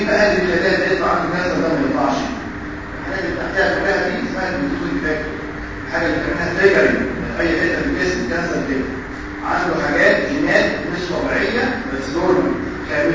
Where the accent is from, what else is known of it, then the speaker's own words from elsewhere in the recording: Egypt; عندنا في مصر هنا سن كبير ده خلاص احنا معاش